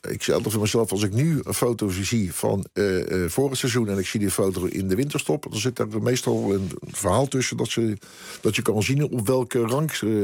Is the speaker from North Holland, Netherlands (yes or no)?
no; Scheveningen, South Holland, Netherlands; Ja, dat zat gewoon bij ons in Scheveningen zijn zo.